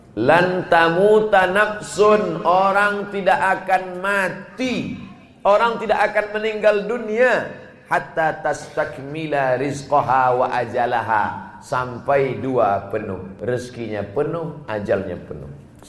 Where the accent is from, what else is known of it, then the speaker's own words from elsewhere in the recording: Sumatra, Indonesia; Saya orang Sumatera.